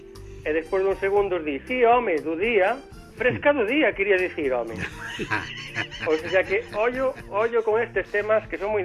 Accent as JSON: {"language": "Galician", "region": "Galicia", "country": "Spain", "said": "Somos gandeiros e somos galegos."}